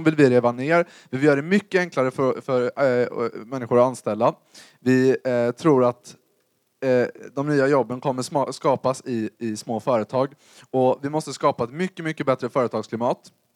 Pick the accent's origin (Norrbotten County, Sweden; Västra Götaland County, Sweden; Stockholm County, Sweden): Västra Götaland County, Sweden; Gothenburg; Och jag kommer från Göteborg, så jag kan inte Borås situation specifikt.